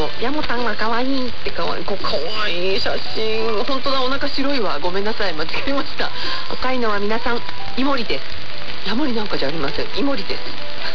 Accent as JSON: {"language": "Japanese", "region": "Ehime", "country": "Japan", "tie": "born or raised there", "said": "ちょっと南国育ちの、愛媛育ちの私には想像ができませんけど"}